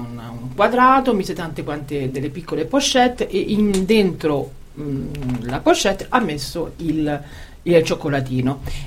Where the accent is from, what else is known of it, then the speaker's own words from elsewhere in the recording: Rome, Lazio, Italy; born there; io che sono nata a Roma